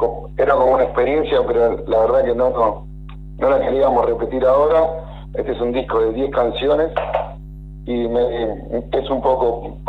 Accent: Buenos Aires Province, Argentina; Nosotros somos todos de Zona Sur, no somos de Capital Federal.

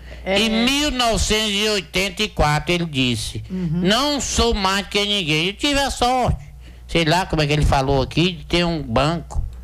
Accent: Miguel Alves, Piauí, Brazil; Eu vim lá de Miguel. Meu Deus, Miguel Alves. Alves.

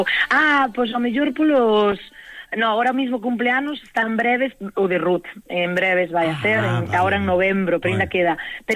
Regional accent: Ames, Galicia, Spain; Sí, somos do Val da Maía, porque bueno, temos unha das compoñentes de Corneira, da Baña, cerquiña, pero o resto somos de Ames.

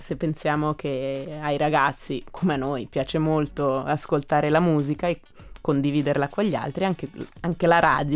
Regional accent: Giubiasco, Ticino, Switzerland; Ma certamente io sono cresciuta a Giubiasco, quindi nell'animazione c'è anche una certa spinta di cittadinanza

